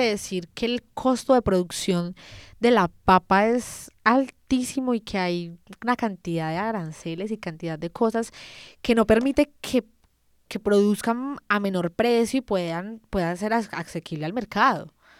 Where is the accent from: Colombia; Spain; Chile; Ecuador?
Colombia; es lamentable que nosotros como colombianos no tengamos conciencia de la importancia de estas cosas